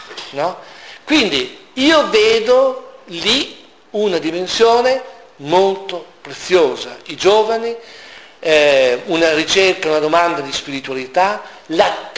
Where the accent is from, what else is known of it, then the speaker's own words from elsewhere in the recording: Emilia-Romagna, Italy; Io sono emiliano, a me piace stare a tavola e mangiare cose buone.